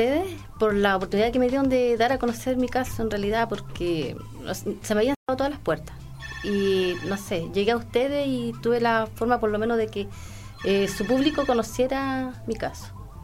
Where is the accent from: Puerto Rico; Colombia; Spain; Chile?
Chile; Somos todos ciudadanos, somos todos chilenos.